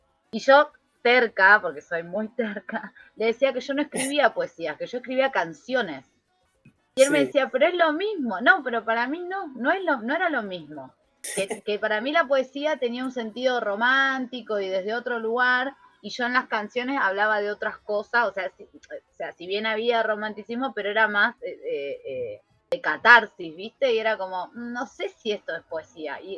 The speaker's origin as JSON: {"language": "Spanish", "town": "Boulogne", "region": "Buenos Aires Province", "country": "Argentina", "said": "Boulogne, que es el lugar de donde yo vengo, que es allá en zona norte, ya ni Isidro tipo nada, pero Boulogne es como barrio bajo."}